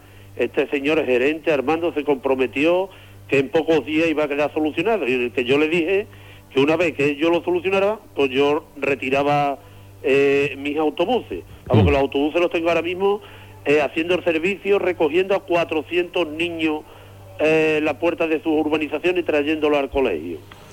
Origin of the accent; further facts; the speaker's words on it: Andalusia, Spain; Yo creo que somos andaluces de primera, no somos andaluces de tercera